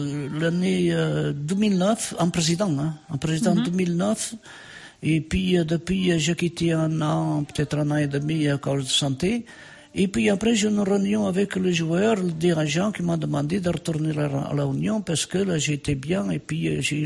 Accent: Portugal; moved away as an adult; also born or lived in Spain; now in Orléans, France; j'étais au Portugal et dans ma jeunesse, j'étais en Espagne

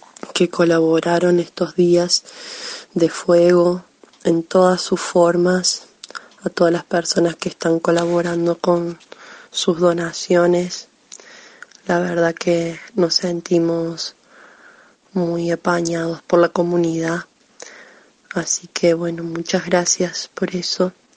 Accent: Cuesta Blanca, Córdoba, Argentina; de Barrio Comechingones, de la comuna de Cuesta Blanca.

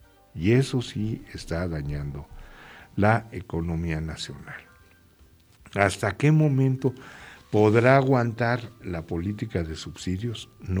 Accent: Mexico; ¿qué nos queda a nosotros como mexicanos? Pues organizarnos.

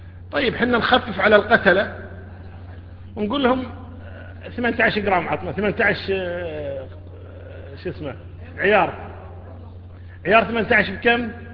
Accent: Kuwait; 12,000 الدية عندنا 12,000 في الكويت

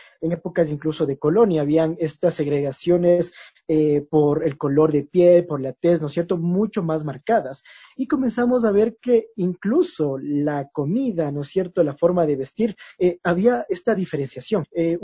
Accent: Quito, Pichincha, Ecuador; lo que nosotros podemos incluso enorgullecernos, así como quiteños, como quiteñas.

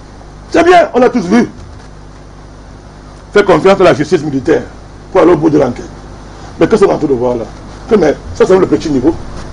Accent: Cameroon; moi, je suis un Camerounais.

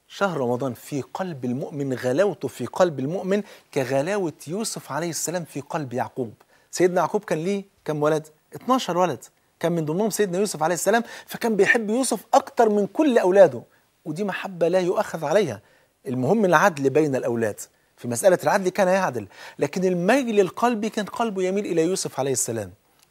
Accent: Egypt; بلدنا مصر ام الدنيا

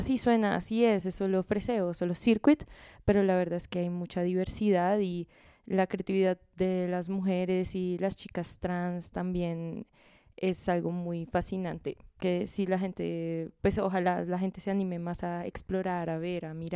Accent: Bogotá, Colombia; también como bogotanas, como de esta escena

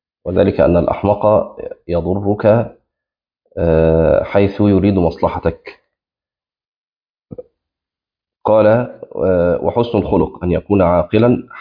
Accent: Egypt; في مثل عندنا في مصر يعني مشهور

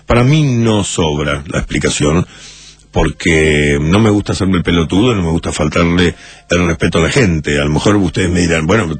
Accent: Uruguay; Se me di cuenta en el momento en que ponía el pie en el Uruguay. Cuando llegué, me di cuenta. Y necesitaba ir a lo de Carlos, necesitaba estar en mi país.

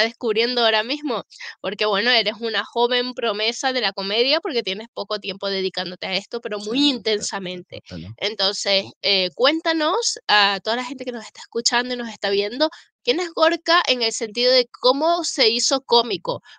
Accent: Canary Islands, Spain; Ni idea, no sé qué es. Soy canaria.

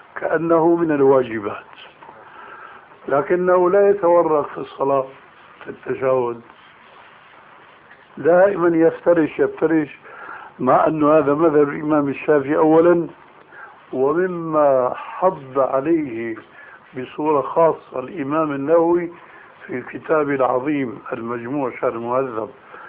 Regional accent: Syria; أما جماهير الناس كما يقولون عندنا في سوريا هات إيدك وامشي

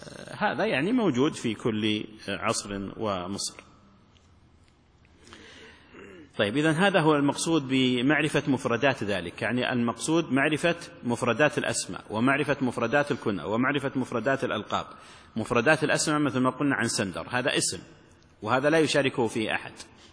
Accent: Najd, Saudi Arabia; لا وقت قريب عندنا في نجد اللقب يلزم الإنسان لأتفه الأسباب

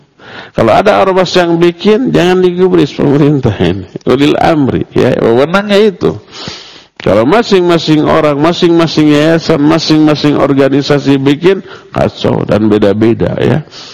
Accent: Bandung, West Java, Indonesia; walaupun kita orang Bandung

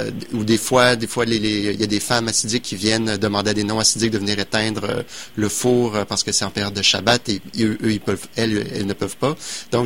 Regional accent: Quebec City, Quebec, Canada; Moi, je suis de Québec.

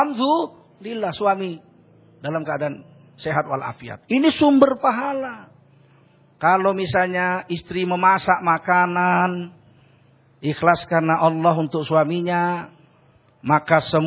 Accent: North Sumatra, Indonesia; Jadi kalau kami orang Sumatera Utara, kalau istrinya gemuk, berarti suaminya baik.

